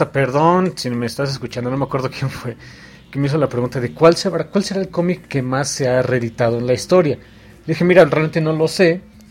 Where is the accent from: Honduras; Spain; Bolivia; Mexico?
Mexico; ahorita somos mexicanos aquí, así que aquí no hay bronca de los mexicanos